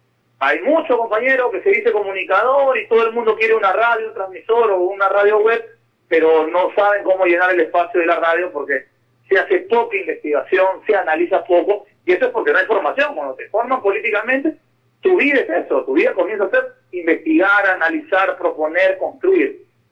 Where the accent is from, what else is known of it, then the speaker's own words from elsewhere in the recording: Peru; región, como le llamamos en mi país, solamente en una región se llevó 20 mil millones de dólares en los últimos 10 años, y esa región es la tercera más pobre del Perú.